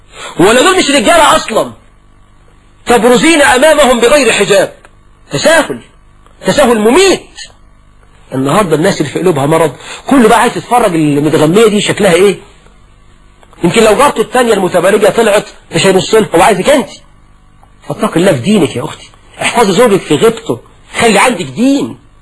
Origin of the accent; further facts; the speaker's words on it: Egypt; زي عندنا في مصر في الريف والصعيد،